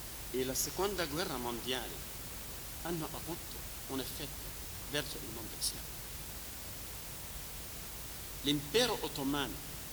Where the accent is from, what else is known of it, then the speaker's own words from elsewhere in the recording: Lebanon; Italian is a second language; Nel mio paese, nel Libano, durante il dominio francese fra la prima e la seconda guerra mondiale, i soldati là erano marocchini e senegali